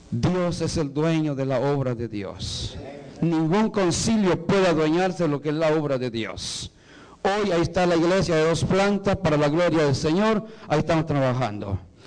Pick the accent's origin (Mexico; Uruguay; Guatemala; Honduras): Guatemala; born there; Voy a ir a Guatemala, una campaña allá de mi casa donde yo nací.